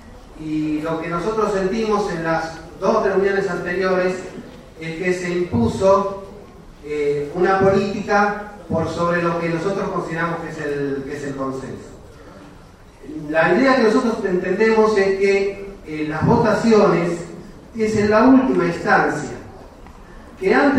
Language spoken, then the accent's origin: Spanish; Buenos Aires, Argentina; vecino del barrio, soy de Buenos Aires para todos.